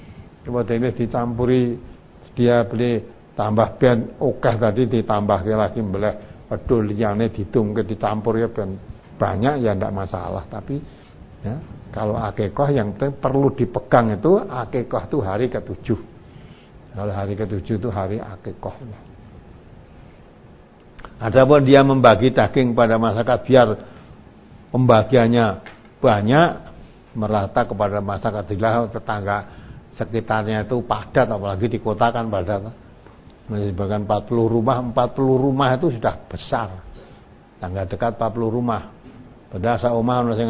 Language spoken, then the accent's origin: Indonesian; Java, Indonesia; kita orang Jawa itu undangan makan rane hubungannya karo digawe apa-apa jarang